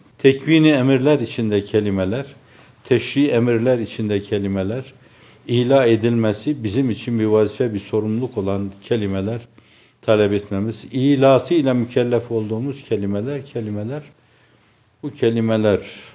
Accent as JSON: {"language": "Turkish", "region": "Erzurum", "country": "Turkey", "tie": "born or raised there"}